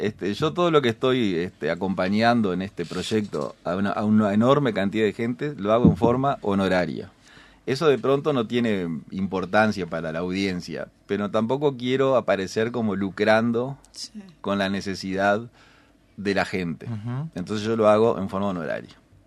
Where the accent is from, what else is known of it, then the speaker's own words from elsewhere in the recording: Paysandú, Uruguay; Yo soy de Paysandú.